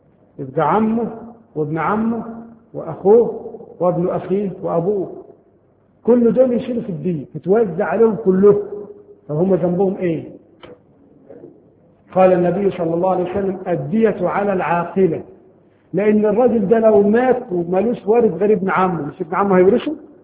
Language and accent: Arabic; Egypt; طبعا عندنا في مصر هذا القانون غير مطبق شرعا